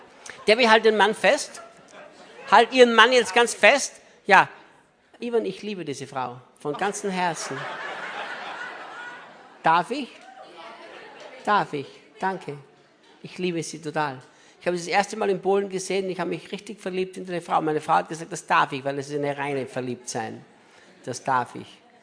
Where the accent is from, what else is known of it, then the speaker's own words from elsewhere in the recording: Austria; now in Brazil; Ich bin ja Brasilianer, nicht Österreicher mehr.